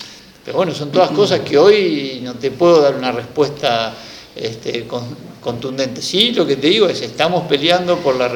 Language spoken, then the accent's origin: Spanish; Marcos Juárez, Córdoba, Argentina; Yo soy de un pueblo parecido, de otra provincia, porque soy cordobés, pero soy de una ciudad, yo le digo pueblo, pero sigue siendo mi pueblo, Marco Juárez